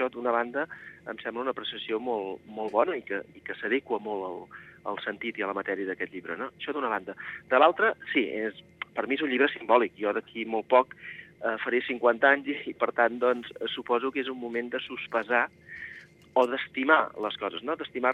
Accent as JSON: {"language": "Catalan", "region": "Catalonia", "country": "Spain", "said": "jo sóc del Penedès, malgrat que tingui arrels també en el Camp de Tarragona"}